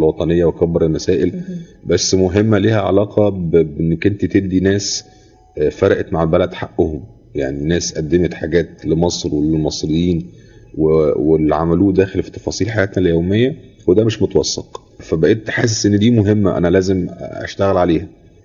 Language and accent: Arabic; Egypt; حاجه تفصيله في حياتي كمصري وجزء من شخصيتي